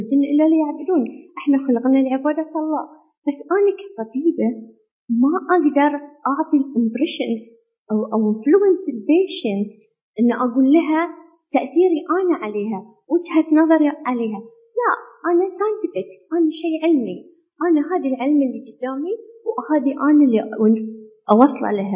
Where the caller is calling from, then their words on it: Bahrain; إحنا في البحرين ما عندنا قانون حق الإجهاض